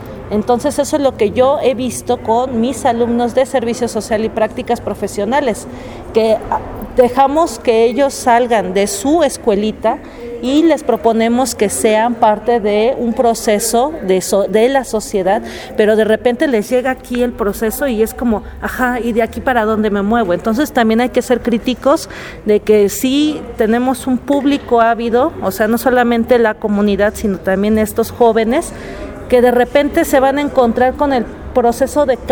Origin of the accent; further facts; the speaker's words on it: Mexico City, Mexico; now in Puebla, Mexico; yo soy del DF, pero ya tengo varios años aquí en Puebla